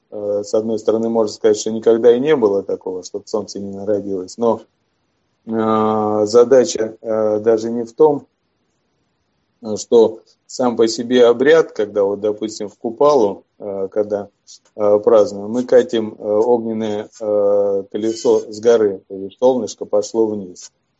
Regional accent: Urals, Russia; Я родился на Урале и вырос.

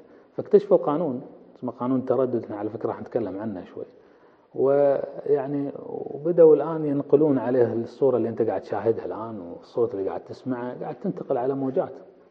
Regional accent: Kuwait; إحنا عندنا بالكويت المرأة العربية، المرأة الكويتية كذا، تتكلم كثير بس ما تطلب.

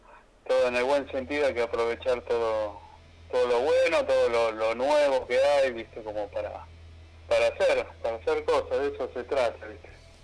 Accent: San Justo, Buenos Aires Province, Argentina; nosotros somos acá de San Justo, Casanova, La Matanza, Buenos Aires, zona oeste.

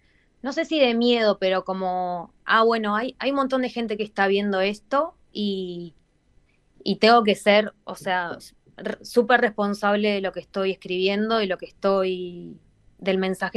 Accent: Argentina; cuando digo de dónde soy, que soy de Argentina, lo primero que me dicen es, ah, asado.

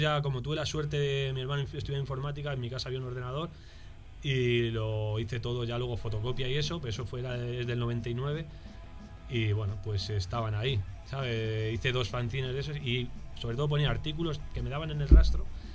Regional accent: Alcalá de Henares, Community of Madrid, Spain; Yo me crié en una ciudad muy fascista, y de ahí que es Alcalá de Henares.

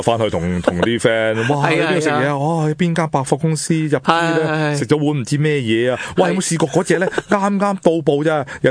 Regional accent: Hong Kong; 我哋香港人话斋，喂，点都揾够砖头啊

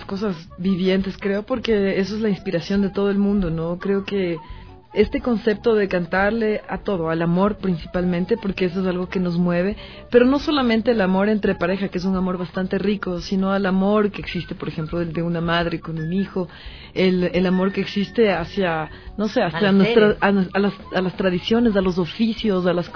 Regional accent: Quito, Pichincha, Ecuador; also born or lived in Esmeraldas; yo soy quiteña, mi padre es esmeraldeño y mi mamá también es quiteña. Entonces, bueno, tengo dividido el corazón, como yo siempre digo, porque me pasé gran parte de mi vida en Esmeraldas también, con mi abuelita.

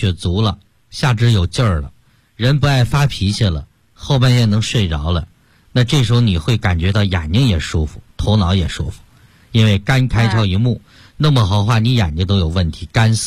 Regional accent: Beijing, China; 纠正这个根儿我们北京人不是说病根儿吗？

